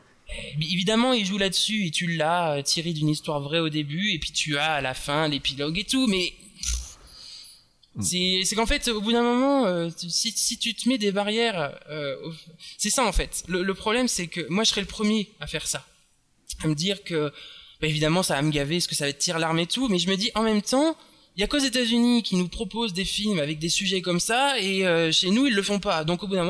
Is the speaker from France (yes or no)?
yes; France; le film s'est un petit peu fait démonter chez nous en France parce que ben nous, on n'aime pas.